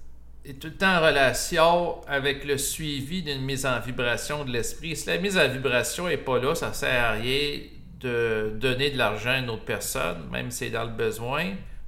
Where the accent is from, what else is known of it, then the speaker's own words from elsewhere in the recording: Quebec, Canada; accent: Québécois; Moi aussi, j'ai mon accent en passant québécois.